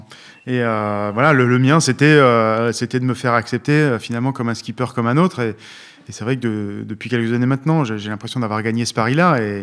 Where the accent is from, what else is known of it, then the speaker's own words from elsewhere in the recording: Briançon, Provence-Alpes-Côte d'Azur, France; born there; also born or lived in Guadeloupe; Moi, je suis né à Briançon